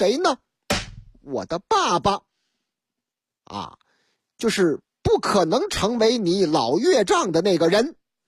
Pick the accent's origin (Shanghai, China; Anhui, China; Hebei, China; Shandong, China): Shanghai, China; 头段时间这事情实际上发生在上海啊，俺的老家上海。